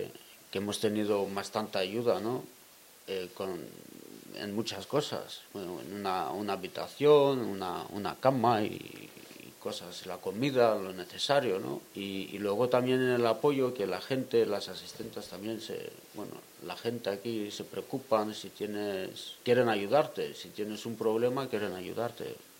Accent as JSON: {"language": "Spanish", "country": "Greece", "said": "Yo vengo de Grecia."}